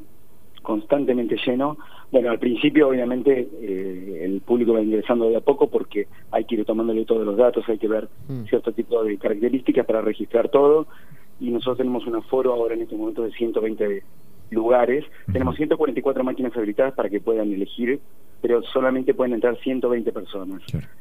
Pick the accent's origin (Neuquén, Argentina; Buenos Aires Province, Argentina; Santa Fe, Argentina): Buenos Aires Province, Argentina; Mar del Plata; Mar del Plata.